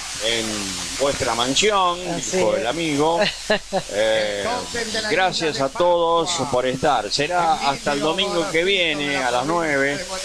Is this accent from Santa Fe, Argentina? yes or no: yes; Venado Tuerto, Santa Fe, Argentina; La provincia de Santa Fe de Venado Tuerto.